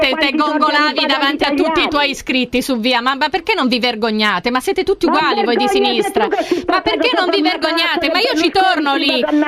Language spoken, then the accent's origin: Italian; Bolzano, Trentino-Alto Adige, Italy; posso parlare anche se so di Bolzano